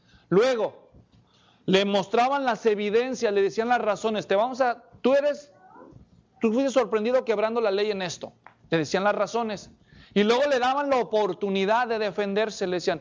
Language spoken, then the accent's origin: Spanish; Mexico; Así que para nosotros que somos mexicanos, los fajazos no están muy lejos del modelo bíblico.